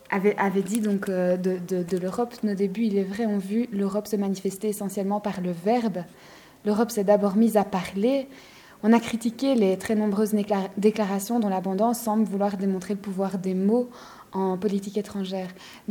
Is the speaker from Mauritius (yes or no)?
no; Belgium; je suis belge